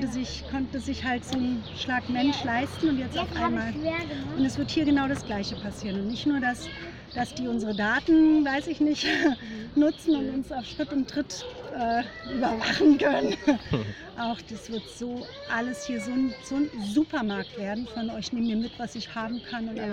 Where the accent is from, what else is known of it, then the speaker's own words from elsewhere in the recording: Berlin, Germany; Ich bin auch Berlinerin und wohne seit den 80ern in Kreuzberg, vorher Schöneberg.